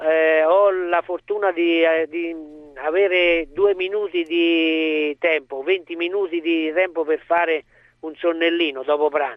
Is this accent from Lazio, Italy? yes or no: no; Foligno, Umbria, Italy; sono umbro di Foligno.